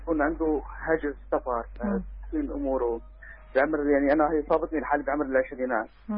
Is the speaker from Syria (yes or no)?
yes; Syria; ربيت ولدت هون وربيت هون بلدي